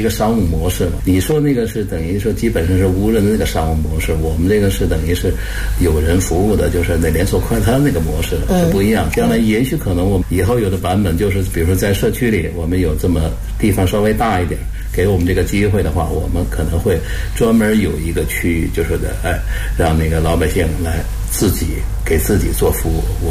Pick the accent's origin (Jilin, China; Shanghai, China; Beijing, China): Beijing, China; accent: Beijing dialect; 按我们北京话的没躺下，也就是说还能混